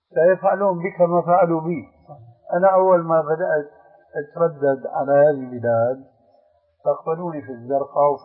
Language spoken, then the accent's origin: Arabic; Syria; كما يقولون عندنا في سوريا